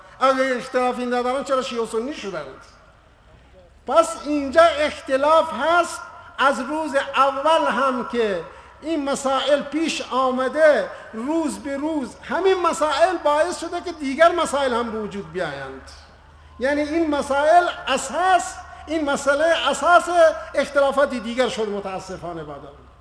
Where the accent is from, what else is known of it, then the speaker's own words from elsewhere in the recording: Iran; ما که ایرانی هستیم، آزادیم، به همه ایران بریم ببینیم